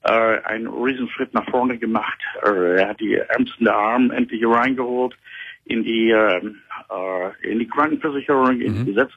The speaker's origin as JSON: {"language": "German", "country": "United States", "second_language": "German", "moved": "yes", "lives_now": "Germany", "said": "Nein, ich rufe aus Deutschland an. Ich lebe seit 3 Jahren jetzt hier in Deutschland."}